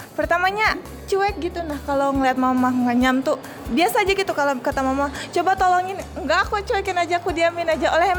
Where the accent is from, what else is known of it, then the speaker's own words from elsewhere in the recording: Central Kalimantan, Indonesia; Terus kami asalnya juga memang dari Bartim.